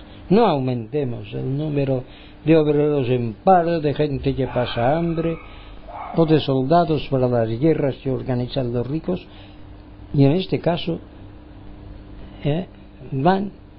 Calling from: Palma, Balearic Islands, Spain; mi parte desde Palma de Mallorca y las Baleares. España, quieren que seamos españoles, bueno, pues somos españoles

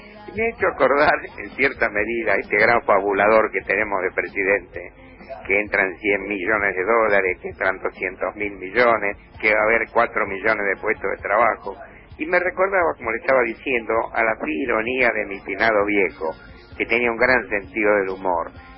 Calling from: Buenos Aires, Argentina; de Barrio Norte.

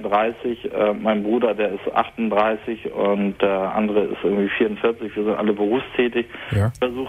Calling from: Hamburg, Germany; seit fast 2 Monaten in einem Hospiz hier bei uns in Hamburg.

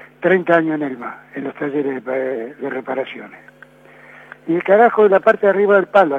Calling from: Floresta, Buenos Aires, Argentina; de Floresta.

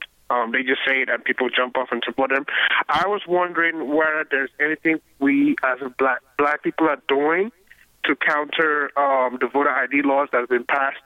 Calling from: Minnesota, United States; I'm calling from Minnesota. I am a first-time voter. I immigrated here from Africa

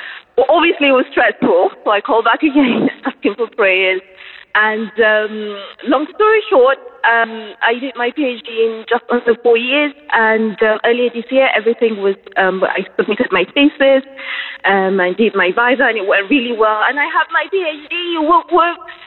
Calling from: England, United Kingdom; I'm calling from England.

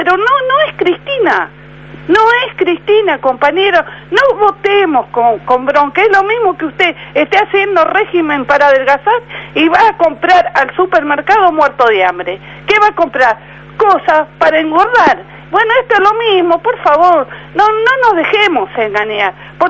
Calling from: Barracas, Argentina; de Barraca.

